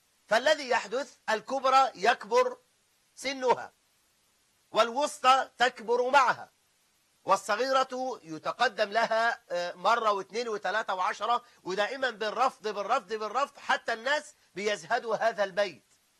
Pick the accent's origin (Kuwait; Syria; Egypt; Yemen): Egypt; خاصة عندنا في مصر، خاصة في بلاد الصعيد